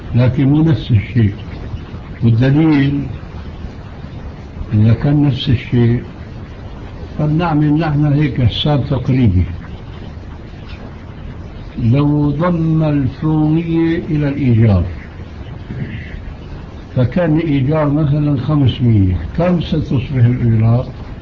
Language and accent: Arabic; Syria; نحن عندنا في الشام المشكلة قائمة